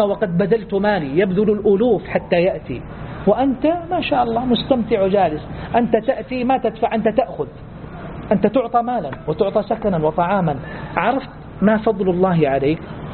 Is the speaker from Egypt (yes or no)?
no; Saudi Arabia; هي الأطول كما يقولون في تاريخ التعليم عندنا في السعودية منذ سنوات طويلات